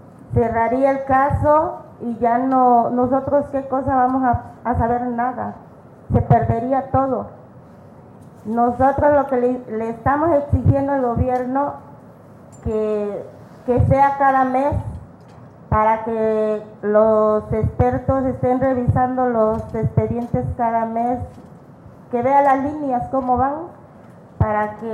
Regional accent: Mexico; No somos contrarios, somos gente de México

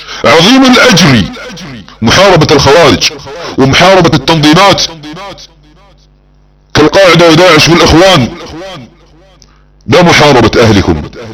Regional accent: Saudi Arabia; احتلال بلادنا السعودية سياسيا فكريا مجرد امنيات ستذروها الرياح

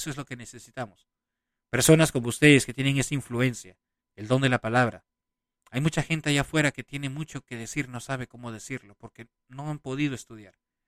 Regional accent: Peru; Caras vemos, corazones no sabemos, decimos en mi país. Un fuerte abrazo a mi querida gente del Perú

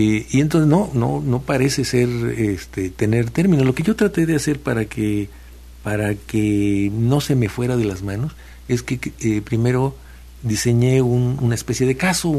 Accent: Tlapacoyan, Veracruz, Mexico; Yo vengo de un pueblo de Tlapacoyan, aquí un poco al norte de Jalapa, y llego allá a hablar con mis amigos y encuentro que hablan con palabras que yo conocía de niño y que yo dejé de usar.

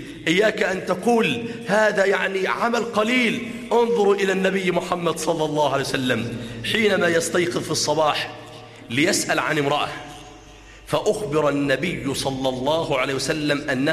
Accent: Damietta, Damietta Governorate, Egypt; عندنا في دمياط مسجد ما شاء الله من المساجد الكبيرة

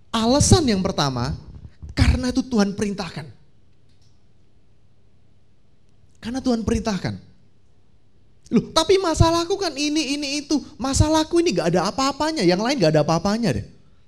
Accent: Tulungagung, East Java, Indonesia; Saya dari, bukan asli dari Surabaya. Saya dari Tulungagung.

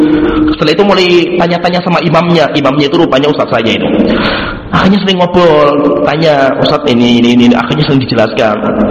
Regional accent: Tengaran, Central Java, Indonesia; saya itu aslinya itu lahirnya Kabupaten Semarang, yaitu kampung saya itu dulu Kabupaten Semarang. Tengaran itu kayak Aisyah Tengaran itu kan Kabupaten, bukan Salatiga, Kabupaten.

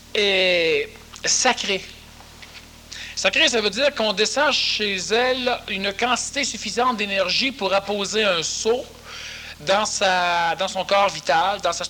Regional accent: Quebec, Canada; Québécois, nous sommes Québécois.

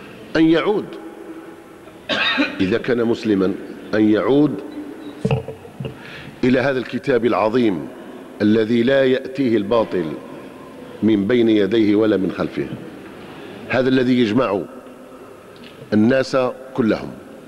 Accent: Algeria; كجزائريين وكبشر. لأن الذي يحصل في الجزائر الآن في الحقيقة أصبح أضحوك في العالم

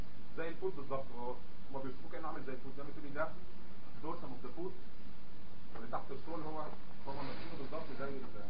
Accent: Egypt; حتى احنا عندنا في مصر

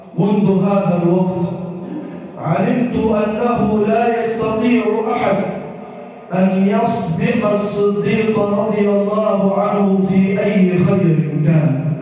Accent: Egypt; واجعل بلدنا مصر راحة للأمن والأمان والسلم والسلام

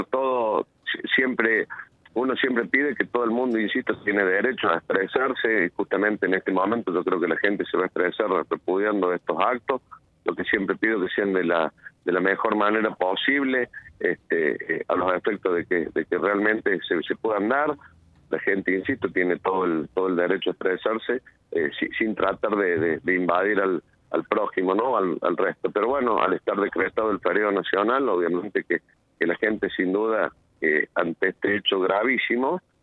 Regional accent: Argentina; somos argentinos y nos tenemos que cuidar

